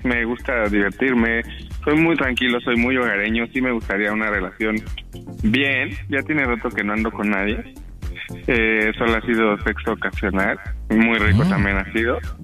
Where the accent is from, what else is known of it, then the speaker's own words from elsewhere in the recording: Mexico City, Mexico; moved away as an adult; now in United States; Vengo de la Ciudad de México, obviamente. Llegué aquí, toda la onda como que viendo qué onda, me gusta. Apenas estoy aprendiendo inglés